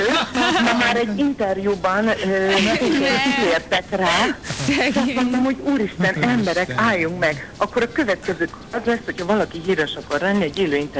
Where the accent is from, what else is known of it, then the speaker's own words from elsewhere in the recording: Hajdúnánás, Hajdú-Bihar, Hungary; Hajdunánáson nőttem föl.